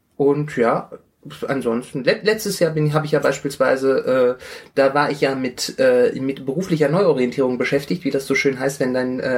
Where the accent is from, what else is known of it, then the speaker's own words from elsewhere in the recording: Rhineland, Germany; now in Stuttgart, Germany; Ich bin aus dem Rheinland nach Schwaben migriert.